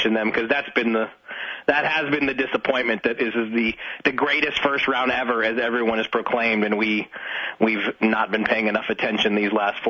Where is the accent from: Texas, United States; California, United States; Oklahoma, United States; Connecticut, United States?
California, United States; I'm a Californian. I've only been to Disneyland.